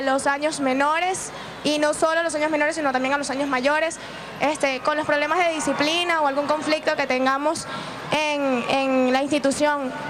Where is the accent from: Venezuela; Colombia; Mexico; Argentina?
Venezuela; Valencia, Carabobo; Estudio, vengo de Valencia.